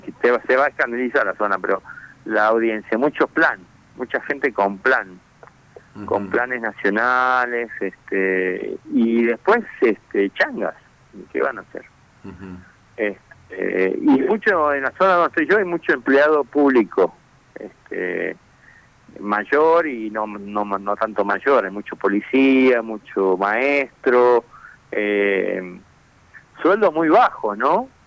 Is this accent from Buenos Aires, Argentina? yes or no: yes; Buenos Aires, Argentina; born there; Yo nací en Buenos Aires hace